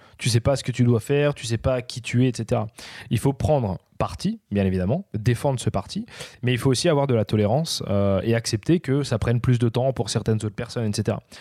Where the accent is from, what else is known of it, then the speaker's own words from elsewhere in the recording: France; en tant que Français, bien sûr, on est